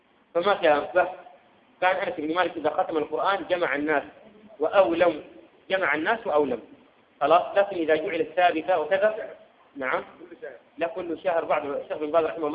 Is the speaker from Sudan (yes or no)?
yes; Sudan; لكن تخفيفها بيوم معين كما عندنا في السودان